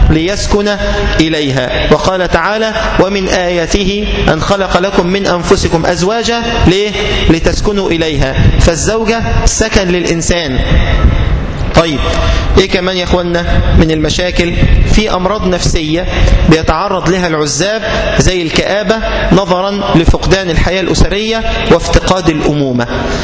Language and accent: Arabic; Egypt; لما يكون متوسط الأسرة عندنا في مصر 8